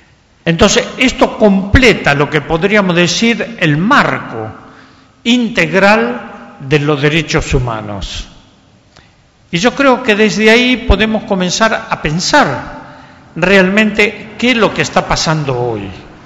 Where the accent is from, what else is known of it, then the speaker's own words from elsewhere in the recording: Argentina; tenemos que comenzar a repensar en Argentina, en mi tierra